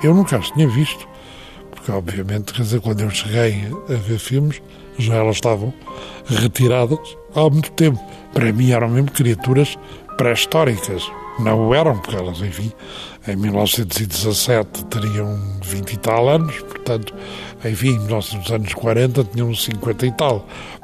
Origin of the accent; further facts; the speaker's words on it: Lisbon, Portugal; a casa dos meus pais em Lisboa, onde eu nasci, também desapareceu